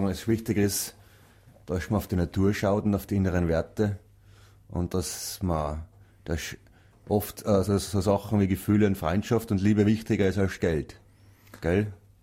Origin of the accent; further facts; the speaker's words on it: Kastelruth, South Tyrol, Italy; Ja, wir sind alle gemeinsam in Kastrot aufgewachsen auf der Seiseralm.